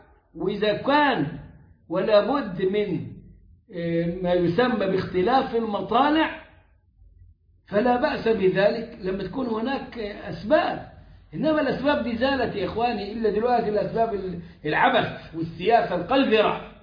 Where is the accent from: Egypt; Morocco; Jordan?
Egypt; وده غير إنه عندنا المرصد الخاص بينا كمصريين